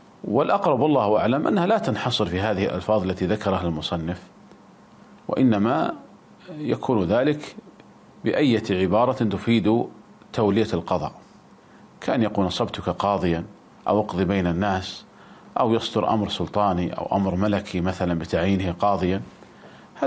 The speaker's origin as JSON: {"language": "Arabic", "country": "Saudi Arabia", "said": "يعني مثلا عندنا في المملكة العربية السعودية"}